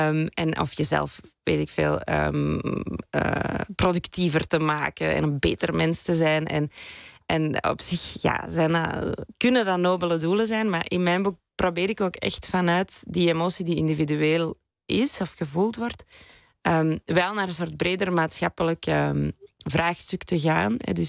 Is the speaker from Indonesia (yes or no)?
no; Belgium; Ik ben Belg.